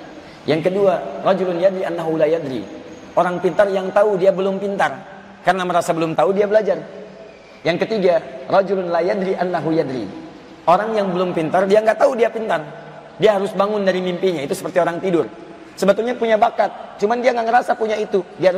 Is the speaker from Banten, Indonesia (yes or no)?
yes; Serang, Banten, Indonesia; Saya dari Serang.